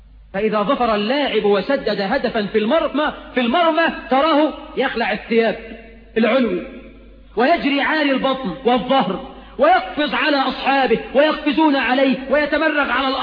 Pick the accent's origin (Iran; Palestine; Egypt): Egypt